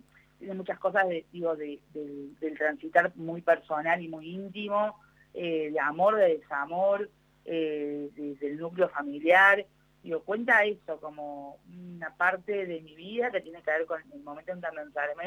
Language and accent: Spanish; Córdoba, Argentina; also born or lived in Villa Carlos Paz; yo soy cordobesa, Córdoba Capital ha avanzado muchísimo en materia de accesibilidad, digo, eso lo digo siempre que puedo, pero sin embargo viví los últimos 7 años de mi vida en Villa Carlos Paz